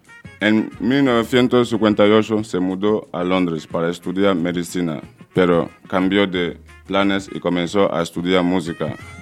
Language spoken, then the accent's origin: Spanish; Nigeria; vengo de Nigeria, en el país donde nació un gran cantante llamado